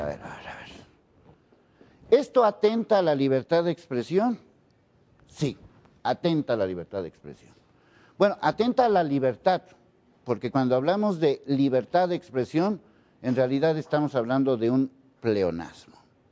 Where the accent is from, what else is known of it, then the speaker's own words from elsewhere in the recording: Mexico; a lo mejor somos indecentes los mexicanos